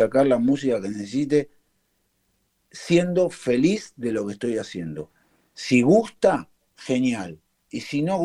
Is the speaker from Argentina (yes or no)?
yes; Argentina; born there; de la generación anterior a mis abuelos, que vienen de ahí, ¿viste? Que vienen de ahí. Por supuesto, nací en Argentina, pero soy hijo de eso